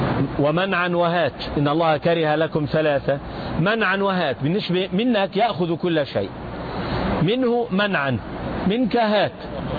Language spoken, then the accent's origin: Arabic; Jerusalem, Palestine; عندنا في فلسطين في الأرض المقدسة نسميها العقيدة